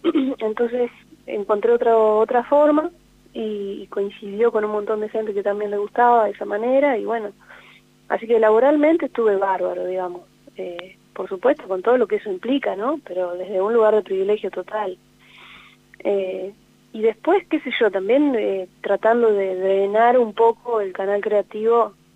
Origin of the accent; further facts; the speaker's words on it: Gualeguaychú, Entre Ríos, Argentina; born there; Es el lugar donde nací, que es en Gualeguaychú. Es una ciudad que a mí me alimenta muchísimo la inspiración, porque bueno, porque ahí está mi familia y porque ahí también están las amistades más fuertes que tengo